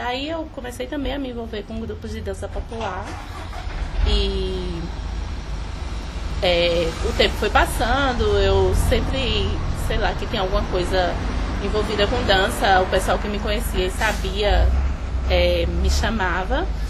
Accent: Paulo Afonso, Bahia, Brazil; moved away as an adult; now in Recife, Brazil; Desde muito nova, adolescente, na minha cidade, eu sou natural de Paulo Afonso, Bahia.

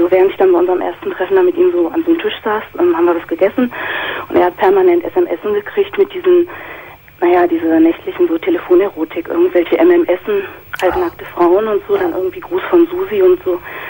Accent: Northern Germany, Germany; Also ich komme aus Norddeutschland

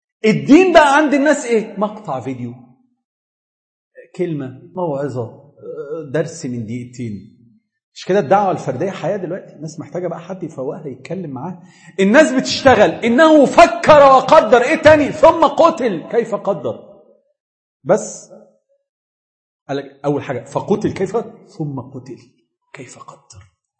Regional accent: Egypt; سهر الليالي دي بقت افلام عندنا في مصر

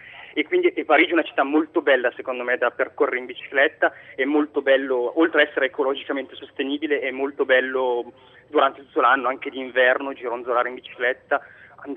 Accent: Piedmont, Italy; accent: Piedmontese; now in Paris, France; sono originario del nord d'Italia, quindi ho l'accento del Piemonte

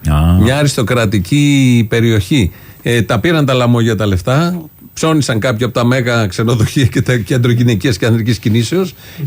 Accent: Ilioupoli, Attica, Greece; born there; Ζούσε ανέκαθεν στην Ηλιούπολη σε άλλη περιοχή. Το είπα καθαρά. γεννήθηκα στην Ηλιούπολη.

